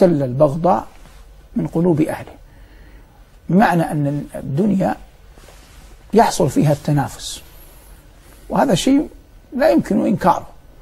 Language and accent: Arabic; Saudi Arabia; في بلد الثاني الدوحة مع اعتزازي العظيم وإجلال الكبير لبلدي الأم ووطني الغالي المملكة العربية السعودية